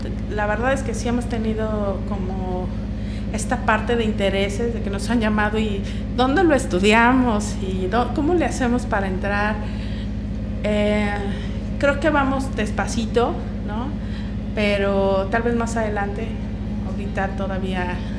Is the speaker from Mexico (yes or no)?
yes; Mexico; la realidad es que todos somos mexicanos, todas somos mexicanas de aquí